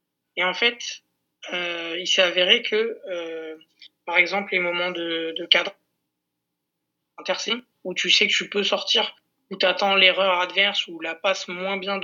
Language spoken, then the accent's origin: French; Corsica, France; Moi je suis d'origine corse. Je suis originaire de la région de la Castaniche.